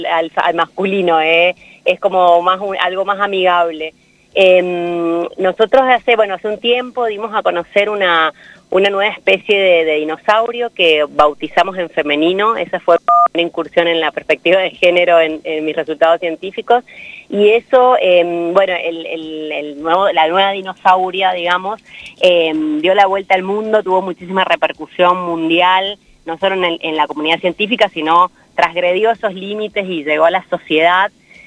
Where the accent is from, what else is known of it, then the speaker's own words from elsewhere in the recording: San Juan, Argentina; soy sanjuanina y viste que acá en San Juan se duerme mucho.